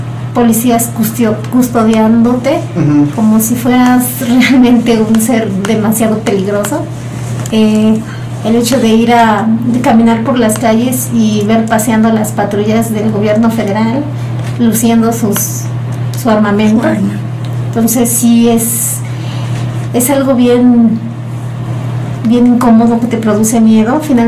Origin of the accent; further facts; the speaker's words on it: Oaxaca, Mexico; yo no soy de Valles Centrales, yo soy de la Mixteca, y pues finalmente el hecho de que yo esté aquí no me desliga de todo lo que sucede en mi región, de todo lo que sucede en mi comunidad.